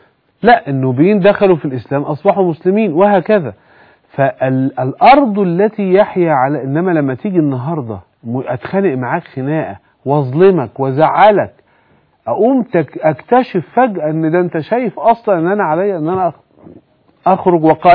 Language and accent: Arabic; Egypt; عشان كده بقول إيه اللي استخدم بقى ضدنا كمصريين